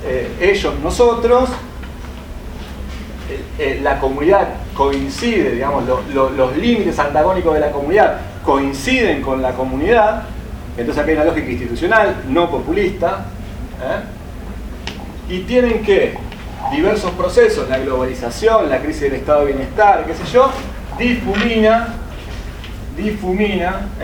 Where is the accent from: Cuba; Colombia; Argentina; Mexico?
Argentina; somos todos argentinos, ¿eh?